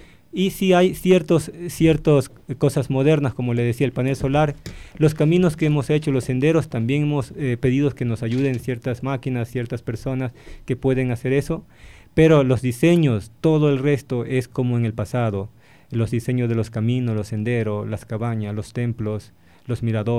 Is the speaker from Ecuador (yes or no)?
yes; Ecuador; recordemos que somos ecuatorianos, somos el corazón de este continente, la mitad